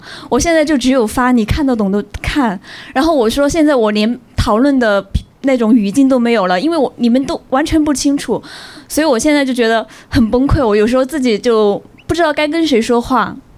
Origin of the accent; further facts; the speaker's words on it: China; 我是内地来的